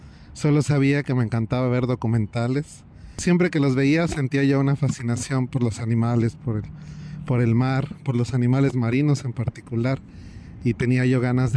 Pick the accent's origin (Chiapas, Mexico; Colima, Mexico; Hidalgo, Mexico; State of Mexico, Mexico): State of Mexico, Mexico; bueno, yo nací en Ciudad de México y desde muy pequeño, a la edad de 4 años, me mudé al Estado de México